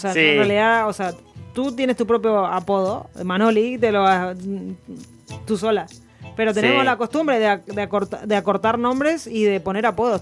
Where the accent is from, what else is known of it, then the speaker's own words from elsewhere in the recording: Buenos Aires Province, Argentina; Yo soy de Buenos Aires, no soy de la capital en sí, sino soy de los alrededores